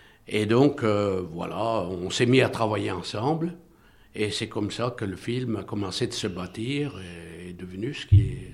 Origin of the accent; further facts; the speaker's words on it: Saint-Étienne, Auvergne-Rhône-Alpes, France; j'avais écrit préalablement un livre sur mon enfance à Saint-Étienne